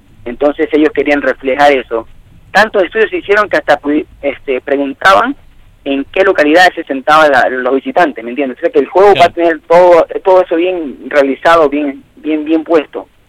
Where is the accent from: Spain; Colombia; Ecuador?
Ecuador; moved away as an adult; now in United States; cuando salí de Ecuador por motivos de estudios y llegué acá a Estados Unidos